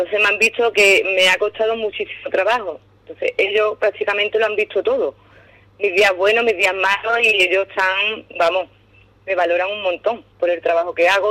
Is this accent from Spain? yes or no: yes; Ubrique, Andalusia, Spain; now in Arcos de la Frontera, Spain; a todo el mundo le dije que soy de Ubrique, vamos, que vivo en Arcos, pero que soy ubriqueña.